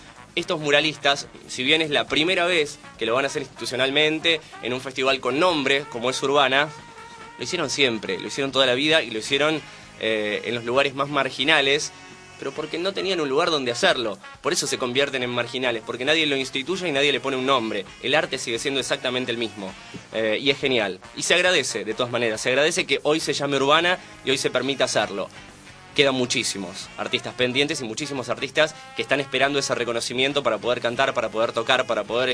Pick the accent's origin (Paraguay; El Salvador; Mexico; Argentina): Argentina; San Antonio de Padua, Buenos Aires Province; Bueno, yo vengo de Merlo, disculpe.